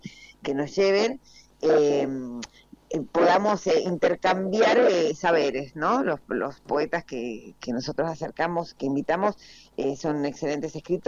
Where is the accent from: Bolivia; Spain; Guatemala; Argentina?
Argentina; Mendoza; now in Buenos Aires, Argentina; yo soy mendocina, vivo en Buenos Aires hace muchísimos años, pero soy mendocina